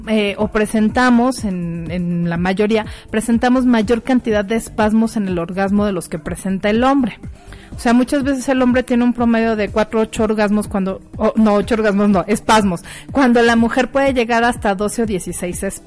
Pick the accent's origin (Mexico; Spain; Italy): Mexico; estas pícaras que como mexicanos utilizamos para referirnos a las relaciones sexuales